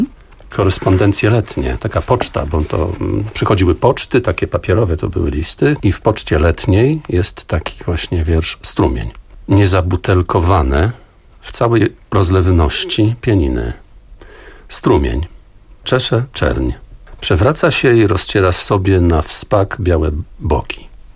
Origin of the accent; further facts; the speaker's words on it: Augustów, Podlaskie Voivodeship, Poland; bo ja pochodzę z Augustowa.